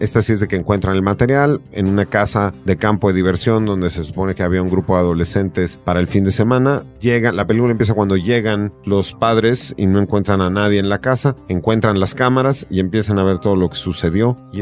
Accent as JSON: {"language": "Spanish", "country": "Mexico", "said": "como latinoamericanos, en nuestro caso como mexicanos"}